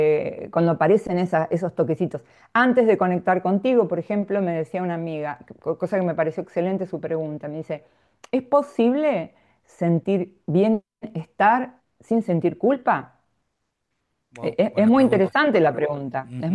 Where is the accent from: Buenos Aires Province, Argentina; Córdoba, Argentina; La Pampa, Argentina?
Buenos Aires Province, Argentina; Mar del Plata; yo soy de Mar del Plata, de Argentina, ¿no?